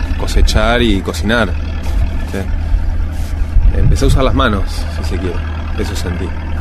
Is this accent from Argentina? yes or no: yes; Buenos Aires, Argentina; Yo soy de Capital Federal, nací en Capital Federal y nunca en mi vida había visto un ciclo completo de una planta